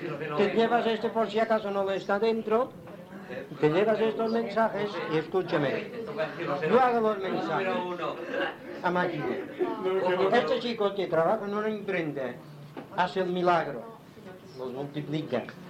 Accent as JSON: {"language": "Spanish", "town": "Inca", "region": "Balearic Islands", "country": "Spain", "tie": "born there", "said": "Yo hablo 2 idiomas, 3. El inquero, porque nací en Inca. El mallorquín."}